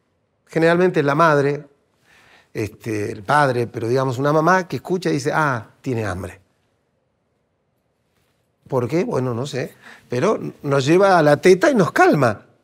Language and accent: Spanish; Argentina; yo porque soy argentino, pues somos muy del café